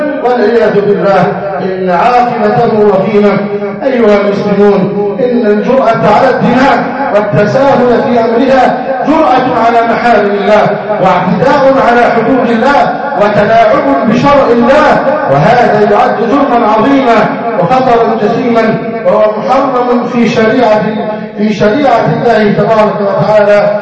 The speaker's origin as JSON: {"language": "Arabic", "country": "Egypt", "said": "ان يحفظ بلدنا مصر"}